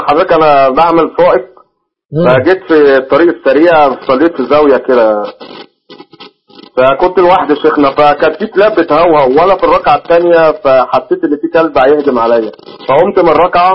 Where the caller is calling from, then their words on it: Alexandria, Alexandria Governorate, Egypt; الشروع عندنا في اسكندرية 6:15.